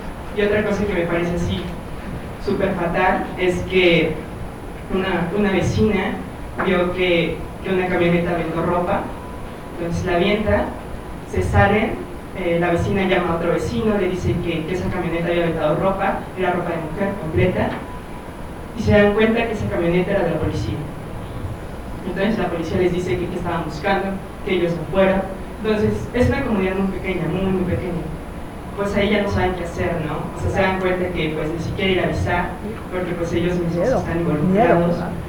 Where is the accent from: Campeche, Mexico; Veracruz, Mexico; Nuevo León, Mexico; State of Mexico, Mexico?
State of Mexico, Mexico; yo soy del Estado de México, vivo en un pueblo de Lerma